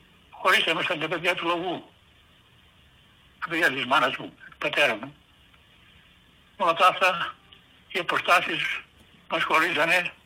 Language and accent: Greek; Greece; moved away; πήγαινε στην Ελλάδα τακτικά, στο χωριό μου, δεν είχα άλλο τρόπο.